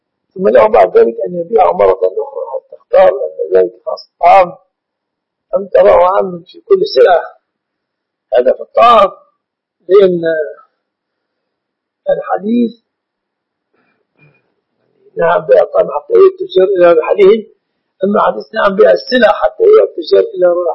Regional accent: Egypt; البنوك التي أعلمها في بلادنا مصر في مجاورها بنوك ربوية

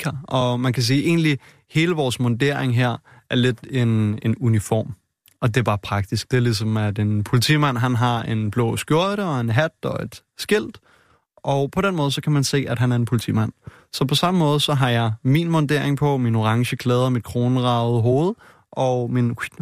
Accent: Frederiksberg, Capital Region of Denmark, Denmark; jeg er født og opvokset i Danmark i en dansk kernefamilie på Frederiksberg med et par gode forældre

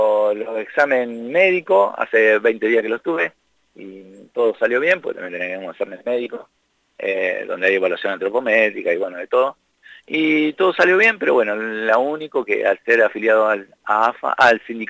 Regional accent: La Pampa, Argentina; Somos 5 acá de La Pampa.

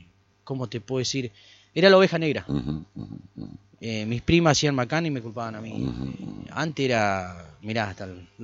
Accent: San José de Feliciano, Entre Ríos, Argentina; Yo soy de San José Feliciano, me crié allá.

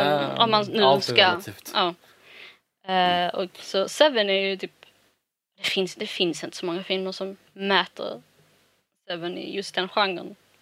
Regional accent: Malmö, Skåne, Sweden; Så jag är ju bara från Malmö.

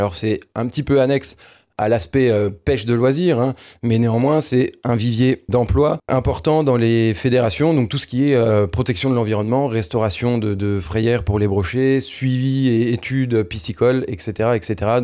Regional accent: Grand Est, France; chez nous, en Meurthe-et-Moselle ou en Lorraine

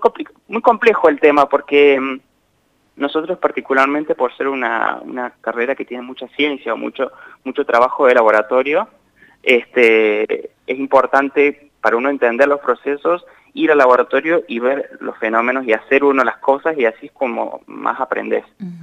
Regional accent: Santa Rosa, La Pampa, Argentina; born there; yo nací acá, en Santa Rosa. Mis papás no son de Santa Rosa, mi mamá es de Villa Mercedes San Luis y mi papá es de San Basilio, Córdoba. Uh-huh. Pero se mudaron para allá, y ahí es donde yo nací.

